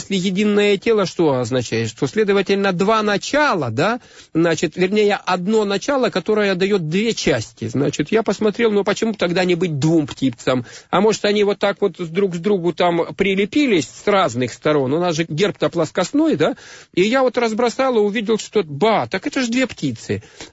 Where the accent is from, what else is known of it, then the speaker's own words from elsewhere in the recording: Far East, Russia; born there; я родился на Дальнем Востоке. Это моя страна, это моя родина.